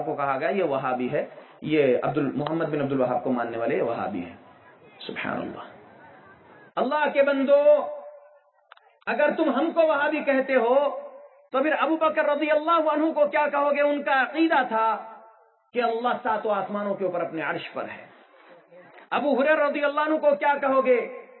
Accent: Hyderabad, Telangana, India; میں حیدرآباد سے ہوں, دکن ہندوستان کے.

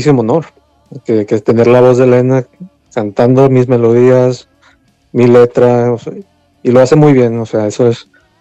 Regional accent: Tijuana, Baja California, Mexico; now in San Diego, United States; Sí, soy de Tijuana.

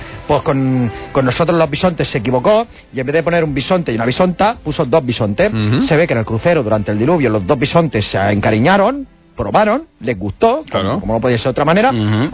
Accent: Valladolid, Castile and León, Spain; Yo soy de Valladolid. Os lo explico, por favor.

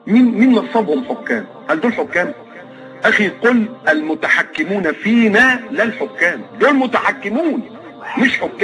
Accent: Egypt; انا مكسوف وانا قاعد ان انا ابقى مصري

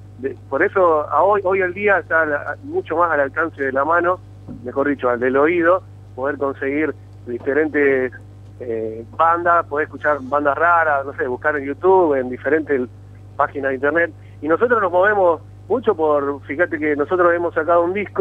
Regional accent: Rosario, Santa Fe, Argentina; porque venimos de Rosario.

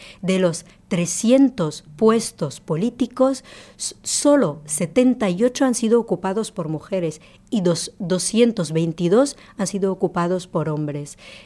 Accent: Morocco; yo que soy marroquí, no puedo ni votar teniendo trabajo, pago mis impuestos, tengo una residencia, pero solo por mi procedencia yo no puedo votar.

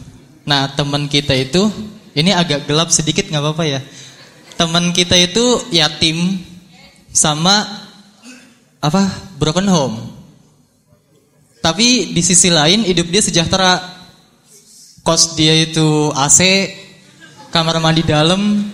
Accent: Bekasi, West Java, Indonesia; Enggak ada tulohnya ya. … asal saya dari Bekasi. Saya mahasiswa UIN Sunan Kalijaga.

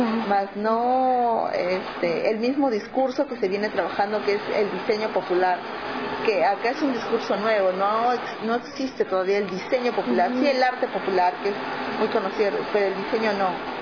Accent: Lima, Peru; soy de Lima, autodenominada Huancaína, que es Huancayo, es una provincia del Perú, es la zona centro, la zona que yo siento que más productiva.

